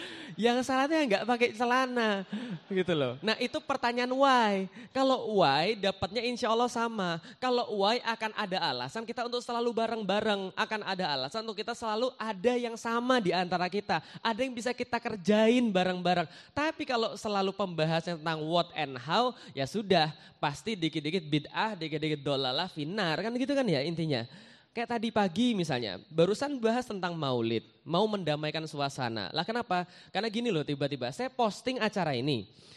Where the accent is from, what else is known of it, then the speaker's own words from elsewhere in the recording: Palembang, South Sumatra, Indonesia; born there; now in Jakarta, Indonesia; saya lahir di Palembang. Saya seorang Chinese keturunan. Saya juga sekarang tinggal di Jakarta.